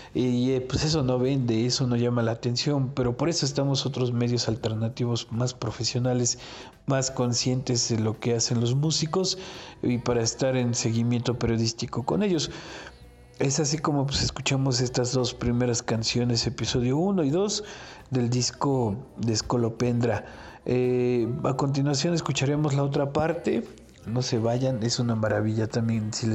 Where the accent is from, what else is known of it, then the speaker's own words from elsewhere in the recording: Cepecho, Hidalgo, Mexico; de Cepecho, Hidalgo, México, para todo el mundo.